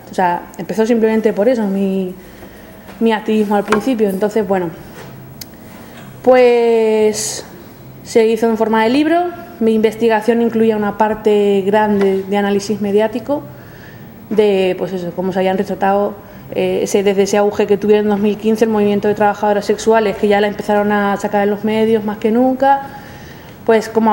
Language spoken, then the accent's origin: Spanish; Cuenca, Castilla-La Mancha, Spain; En mi caso, Castilla-La Mancha, porque yo soy de Cuenca, pues si no lo habíais notado con el acentaco que tengo.